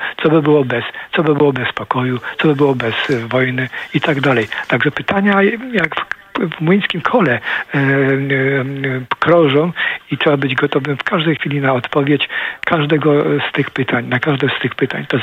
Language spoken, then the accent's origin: Polish; Poznań, Greater Poland Voivodeship, Poland; also born or lived in Ottawa / Vancouver; now in Gdynia, Poland; No jestem poznaniakiem, urodziłem się w Poznaniu, mam całą rodzinę w Poznaniu.